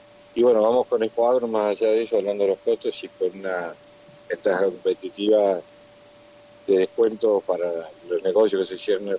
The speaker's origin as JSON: {"language": "Spanish", "town": "Carmen de Areco", "region": "Buenos Aires Province", "country": "Argentina", "tie": "born there", "moved": "yes", "said": "yo nací en Carmen de Areco, si bien no vivo, me fui a estudiar y no volví a vivir, pero vuelvo todas las semanas a trabajar."}